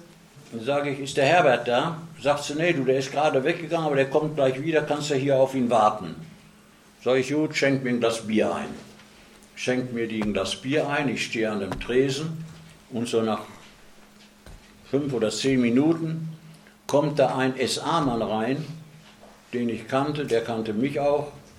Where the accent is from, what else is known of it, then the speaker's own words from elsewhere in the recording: Dortmund, North Rhine-Westphalia, Germany; born there; in Scharnhorst bei Dortmund, wo ich geboren bin. Da war ich da in einer Bergarbeiterfamilie.